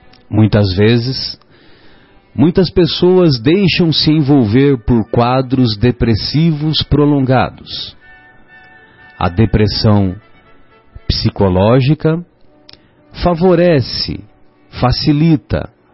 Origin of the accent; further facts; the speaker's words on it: São José do Rio Pardo, São Paulo, Brazil; Lá em São José do Rio Pardo, de onde eu sou, a terra onde eu nasci